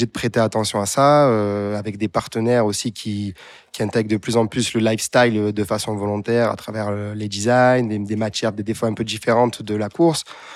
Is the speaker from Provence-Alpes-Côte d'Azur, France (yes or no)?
yes; Marseille, Provence-Alpes-Côte d'Azur, France; en tant que Marseillais, je pense que voilà, en l'ayant pratiqué aussi plus jeune, forcément, on a ce lien naturel au vélodrome et à l'OM, bien sûr.